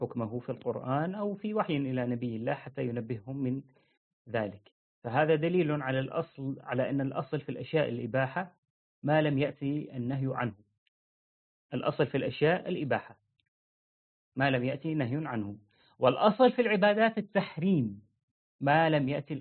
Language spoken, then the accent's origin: Arabic; Syria; طبعا في مثلا عندنا في سوريا ما يقولون فلان بن فلان، يعني ما يذكر اسم أبيك معك